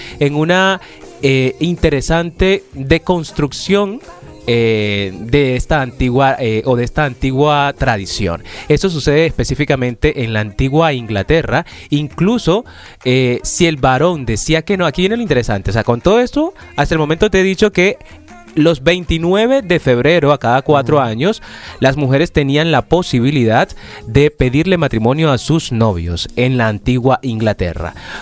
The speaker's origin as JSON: {"language": "Spanish", "region": "Caribbean coast", "country": "Colombia", "said": "yo soy costeño, soy de Colombia, de la costa"}